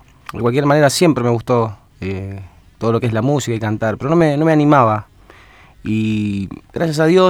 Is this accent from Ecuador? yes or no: no; Punta Alta, Buenos Aires Province, Argentina; now in Buenos Aires, Argentina; yo me vine a Buenos Aires, allá desde Punta Alta, y empecé acá a trabajar así en lugares donde tocaba la guitarra también y cantando.